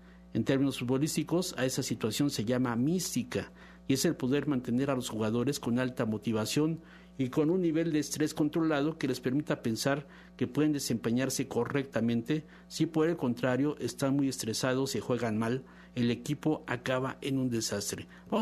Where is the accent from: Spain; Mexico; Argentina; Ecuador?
Mexico; Y así como a nosotros, como mexicanos, nos castigan o nos llaman la atención por gritar la palabra